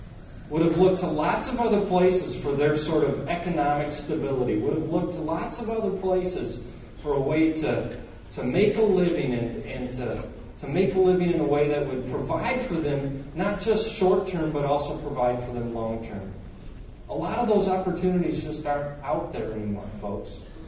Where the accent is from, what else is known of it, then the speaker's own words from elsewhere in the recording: Minnesota, United States; I'm from Minnesota.